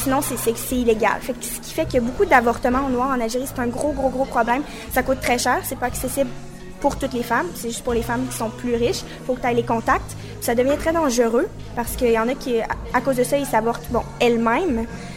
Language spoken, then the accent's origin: French; Quebec, Canada; je suis née au Québec, donc je suis vraiment influencée. J'ai vécu toute ma vie ici